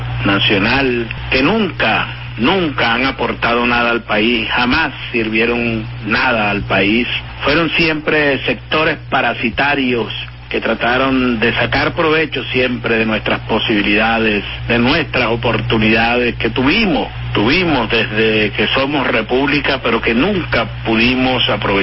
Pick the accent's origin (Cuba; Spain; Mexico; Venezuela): Venezuela; Es una cadena que nos reconcilia, nos reconforta como venezolanos.